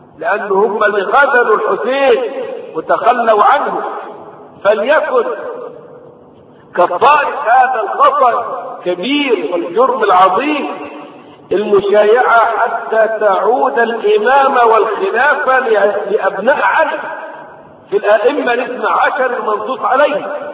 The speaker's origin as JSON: {"language": "Arabic", "country": "Egypt", "said": "ضريح عندنا في مصر"}